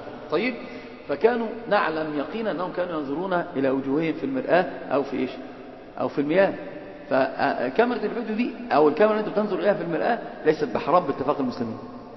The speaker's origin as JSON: {"language": "Arabic", "town": "Alexandria", "region": "Alexandria Governorate", "country": "Egypt", "said": "بكلة دي عندنا في اسكندرية منطقة اسمها بكلة"}